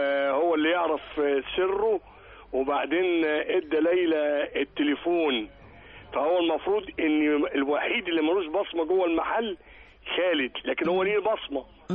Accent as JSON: {"language": "Arabic", "town": "Cairo", "region": "Cairo Governorate", "country": "Egypt", "said": "من القاهره."}